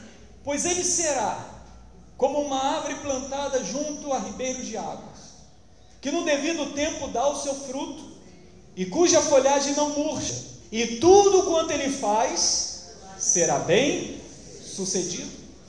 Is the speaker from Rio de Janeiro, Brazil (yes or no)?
no; Barbacena, Minas Gerais, Brazil; eu só tenho 42 anos, irmãos, se você não sabe. É, 42. Quando eu era pequeno, lá em Barbacena, eu morava em Piedade. Eu comecei a frequentar, minha mãe me levou para a Igreja Batista, a segunda Igreja Batista lá de Piedade.